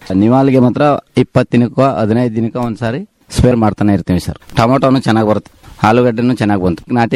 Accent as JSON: {"language": "Kannada", "town": "Devarahalli", "region": "Karnataka", "country": "India", "tie": "born or raised there", "said": "ನಮ್ಮೂರು ದೇವರಳ್ಳಿ, ಗುಂಡ್ಲಪೇಟೆ ತಾಲೂಕು, ಚಾಮರಾಜನಗರ ಜಿಲ್ಲೆ."}